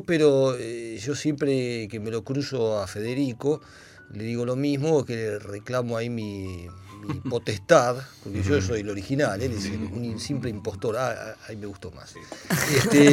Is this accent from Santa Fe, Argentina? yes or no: no; Barracas, Buenos Aires Province, Argentina; Soy de Barracas al sur.